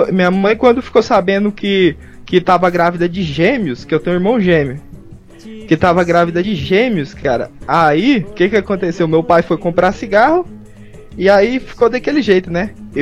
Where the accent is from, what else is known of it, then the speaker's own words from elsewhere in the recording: Goiás, Brazil; accent: caipira; Isso, eu sou de Goiás, mas o sotaque é parecido, né?